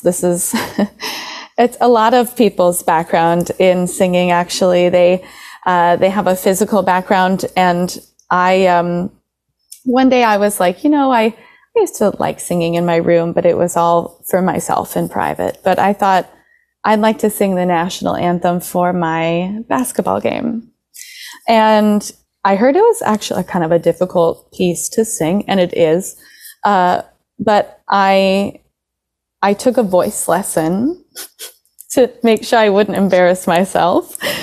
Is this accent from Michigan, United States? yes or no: yes; Traverse City, Michigan, United States; Oh, I grew up in Northern Michigan, a small town called Traverse City.